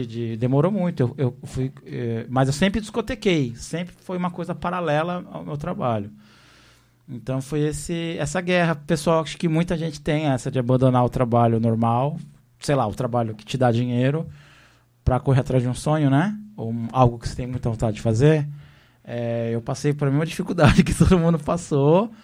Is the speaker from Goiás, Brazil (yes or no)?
no; São Paulo, Brazil; Eu sou de São Paulo, né?